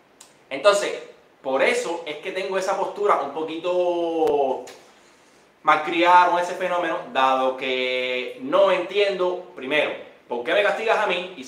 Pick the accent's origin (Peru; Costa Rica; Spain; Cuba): Cuba; yo, cubano, nací hace 34 años en Isla de Galicia.